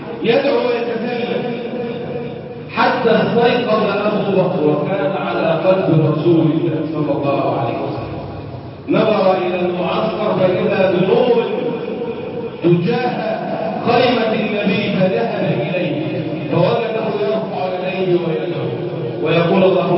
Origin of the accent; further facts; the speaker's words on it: Egypt; اللهم احفظ بلدنا مصر